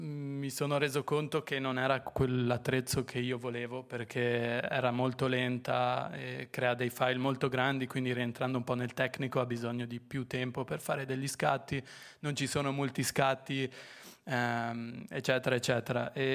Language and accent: Italian; Friuli-Venezia Giulia, Italy; Un pomeriggio ero in Friuli, in un paesino piccolo appunto dove sono cresciuto, che è vicino a San Daniele